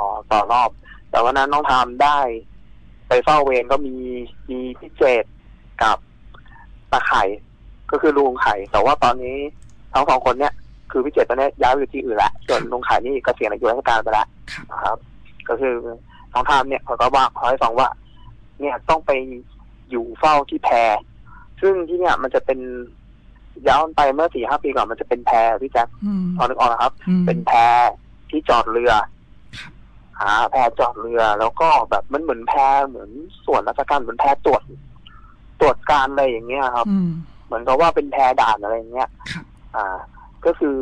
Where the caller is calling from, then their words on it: Bangkok, Thailand; อยู่กรุงเทพครับ